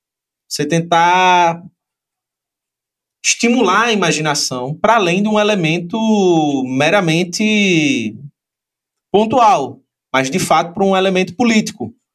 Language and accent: Portuguese; Recife, Pernambuco, Brazil; Eu sou recifense e sou amante do carnaval.